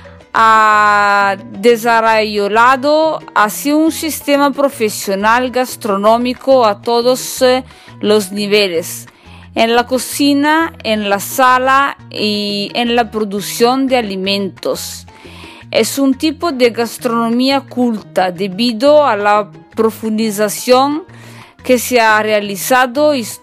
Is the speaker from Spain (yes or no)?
no; northern Italy, Italy; Spanish is a second language; recuerde que ellos soy italiana del norte de Italia, soy una cocinera